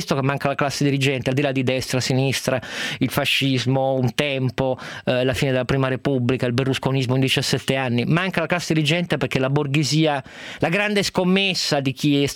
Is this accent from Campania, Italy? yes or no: no; Turin, Piedmont, Italy; da torinese sono sempre stato critico a volte verso il giornale della mia città